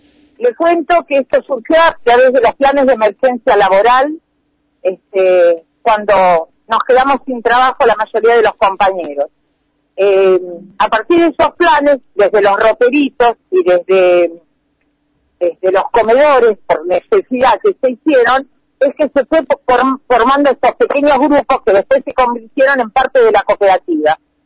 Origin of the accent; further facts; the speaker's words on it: Mar del Plata, Buenos Aires Province, Argentina; now in La Plata, Argentina; vinimos los que éramos de Mar del Plata, Daniel Barragán y yo